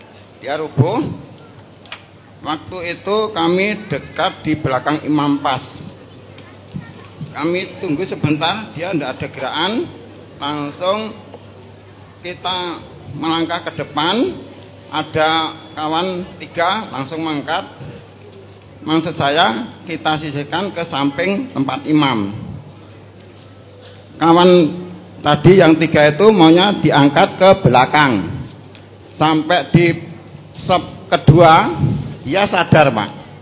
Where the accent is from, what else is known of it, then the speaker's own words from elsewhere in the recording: Lubuklinggau, South Sumatra, Indonesia; Kami dari Sumatera, Lubuk Linggo, Sumatera Selatan, Musirawas, kelompok Pedang.